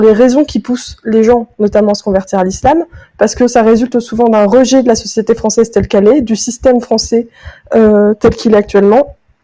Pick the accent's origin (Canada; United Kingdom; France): France; j'ai été convertie à l'islam pendant 3 ans avant d'apostasier. Effectivement, je suis française, de tradition française, de culture française